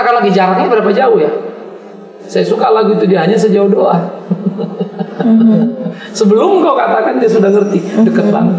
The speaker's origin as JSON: {"language": "Indonesian", "region": "Sumatra", "country": "Indonesia", "tie": "born or raised there", "said": "saya ini anak desa, anak kampung yang di desa saya dulu di Sumatera itu namanya dukun-dukun"}